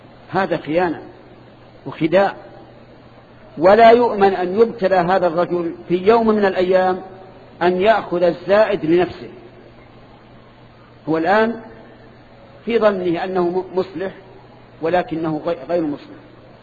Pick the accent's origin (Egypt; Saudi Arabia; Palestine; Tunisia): Saudi Arabia; وأنا سعودي، أنت مصري وأنا سعودي